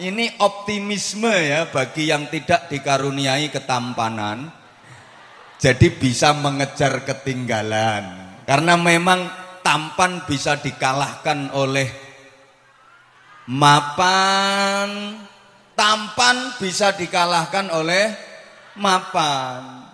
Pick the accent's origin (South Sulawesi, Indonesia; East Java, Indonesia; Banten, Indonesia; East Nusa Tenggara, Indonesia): East Java, Indonesia; Bojonegoro; Kalau dalam bahasa daerah saya, Bojonegoro sana, disebut to be excellent.